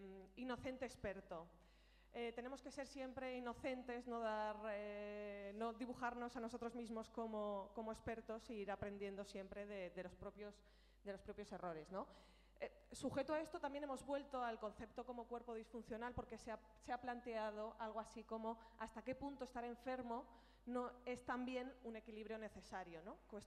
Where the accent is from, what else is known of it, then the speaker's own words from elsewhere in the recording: Aragon, Spain; me están todo el día diciendo que se me nota que soy de Aragón